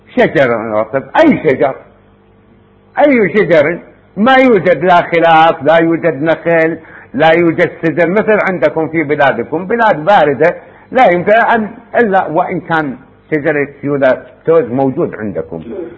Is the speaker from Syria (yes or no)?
no; Iraq; احنا عندنا بالعراق يسموه كلبتوز